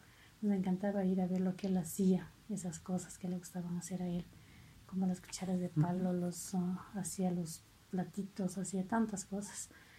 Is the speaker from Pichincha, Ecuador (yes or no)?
no; Vilcabamba, Loja, Ecuador; born there; Nací en Vilcabamba el 28 de mayo de 1972.